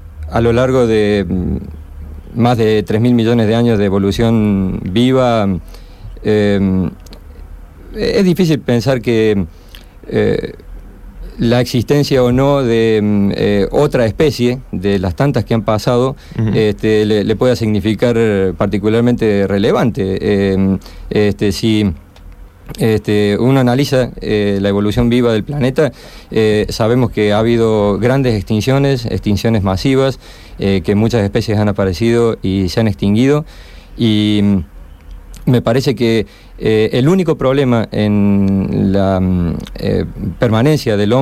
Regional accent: Córdoba, Argentina; Bueno, sí, yo soy cordobés. Y efectivamente he vivido en el interior también.

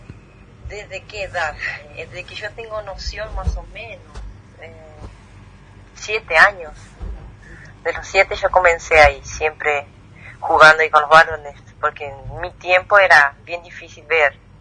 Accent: Entre Ríos, Argentina; Soy de Entre Ríos, sí, de Nuevo Ya.

